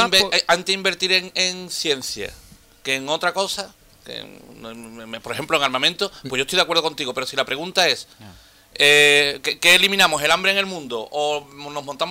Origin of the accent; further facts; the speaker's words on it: Andalusia, Spain; O sea, nosotros como andaluces estamos en los últimos de la fila